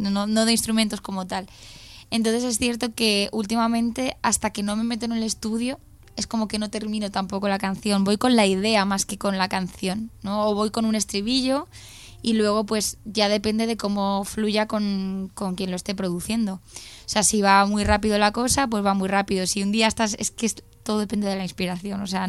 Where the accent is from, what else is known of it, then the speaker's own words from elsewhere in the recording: Valencia, Valencian Community, Spain; Valencia al final siempre es como mi tierra